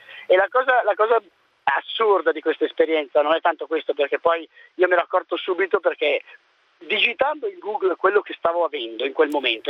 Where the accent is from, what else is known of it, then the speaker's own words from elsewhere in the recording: Milan, Lombardy, Italy; io sono di Milano